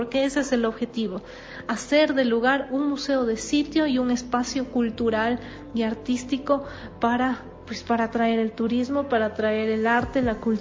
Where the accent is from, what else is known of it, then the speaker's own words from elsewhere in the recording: Quito, Pichincha, Ecuador; que es de cierta manera responsabilidad de cada uno de nosotros como quiteños, como ciudadanos